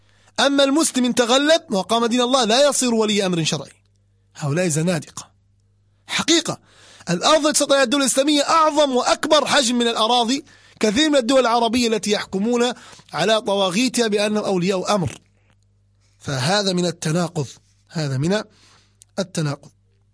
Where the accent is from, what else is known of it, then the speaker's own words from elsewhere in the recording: Libya; منها ما يسمون الآن عندنا في ليبيا يقولون السحب على الحمر